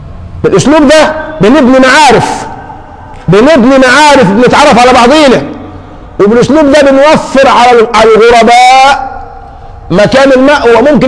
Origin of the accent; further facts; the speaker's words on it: Egypt; احنا كمصريين لنا من الان مكان في السعودية